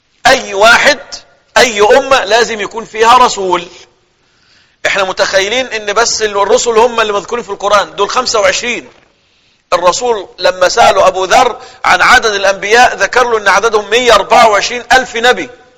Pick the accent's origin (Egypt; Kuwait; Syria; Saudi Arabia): Egypt; أنا كرجل مصري لو أنا مش مسلم كنت أبقى إيه؟